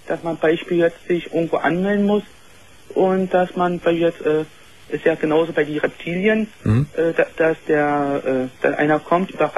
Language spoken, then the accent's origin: German; Berlin, Germany; ich komme aus Berlin